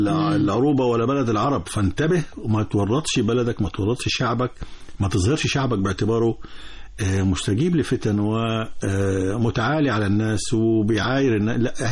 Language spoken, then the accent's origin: Arabic; Egypt; احنا لينا مصريين موجودين في الأردن، موجودين في الخليج، موجودين في ليبيا، يعني أشقاء، وكنا موجودين في العراق فترة طويلة بملايين.